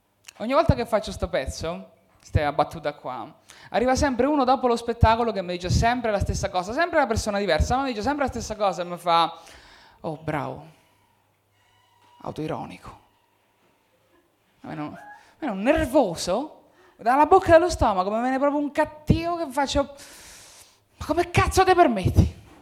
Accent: Marche, Italy; now in Milan, Italy; le mie emozioni crescendo nelle Marche non le puoi esprimere. Perché se cresci e dimostri emozioni nelle Marche sei gay, che qua a Milano ottimo, nelle Marche un po' di meno.

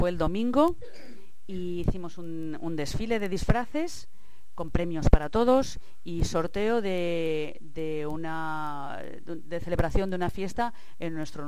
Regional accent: Madrid, Community of Madrid, Spain; born there; now in Alicante, Spain; Pues yo nací en Madrid porque mi abuelo era cirujano y era médico, y entonces mi mami, cuando le tocaba dar a luz, pues se iba a Madrid a que mi abuelo la cuidara y la ayudara.

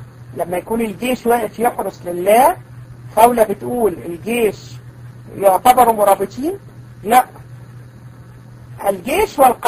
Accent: Egypt; المرجئة دول موجودين عندنا في مصر؟ احنا في الحقيقة هدير يعني عندنا منهم كتير جدا.

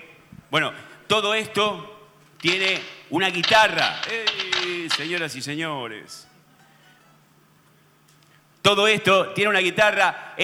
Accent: Rosario, Santa Fe, Argentina; born there; Yo nací en Rosario, como la mayoría de ustedes los que están acá.

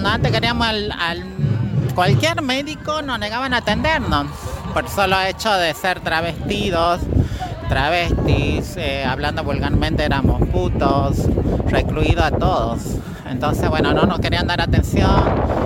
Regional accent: Jujuy, Argentina

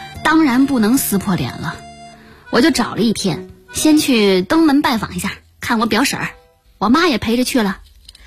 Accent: Shandong, China; 我们老家在山东半岛，我们那儿是花生的主产区，

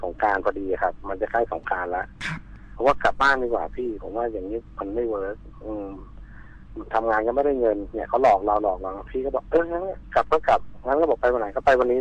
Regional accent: Chachoengsao, Thailand; ตอนนี้ผมอายุ35ปีครับผมเป็นคนฉะเชิงเทราโดยกำเนิดนะฮะ

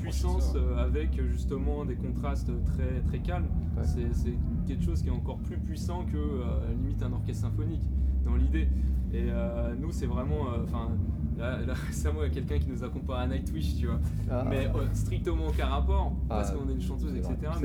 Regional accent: Paris, Île-de-France, France; C'est pas ethnique, on vient tous de Paris quoi.

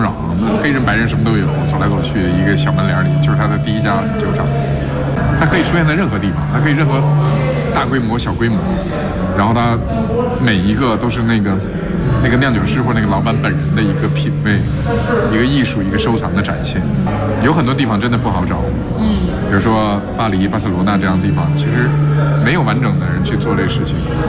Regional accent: California, United States; 我是加州的

